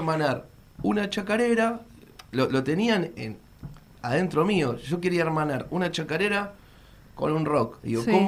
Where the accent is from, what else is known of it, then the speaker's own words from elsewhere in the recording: Avellaneda, Buenos Aires Province, Argentina; yo soy de Avellaneda, de Piñeiro. En mi casa mis viejos escuchaban mucho folclore, muchísimo.